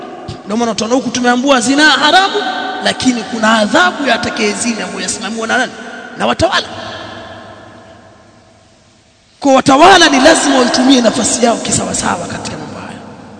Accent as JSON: {"language": "Swahili", "town": "Tanga", "region": "Tanga Region", "country": "Tanzania", "said": "Kama kule kwetu kuna ngoma inaitwa kijambi kule Tanga, mshakisikia kijambi?"}